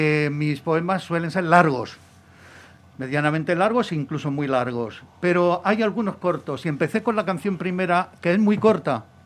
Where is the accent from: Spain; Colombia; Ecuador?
Spain; Granada, Andalusia; moved away as an adult; now in Madrid, Spain; yo me vine a Madrid en el año 68 para seguir mis estudios de ingeniería, porque allí no había escuela de ingenieros